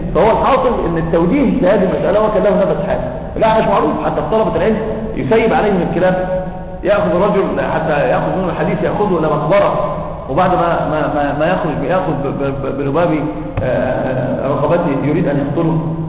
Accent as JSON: {"language": "Arabic", "country": "Egypt", "said": "احنا عندنا في مصر بيقولوا كلام كفر ما صحش انكار"}